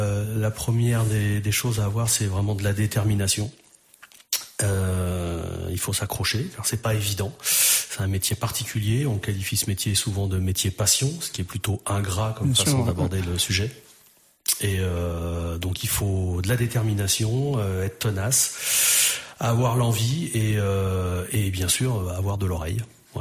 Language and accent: French; Orléans, Centre-Val de Loire, France; Ma foi, je suis né à Orléans, je suis un gars du coin. J'ai grandi dans la campagne d'Orléans, bercé dans la musique depuis mon plus jeune âge.